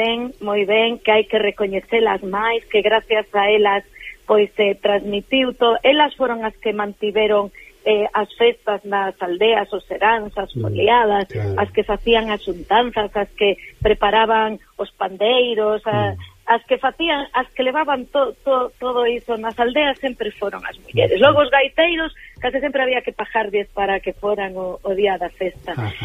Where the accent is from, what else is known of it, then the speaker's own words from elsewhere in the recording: Vigo, Galicia, Spain; somos aquí de Bembrive, somos de Vigo, dunha parroquia que queda as aforas de Vigo.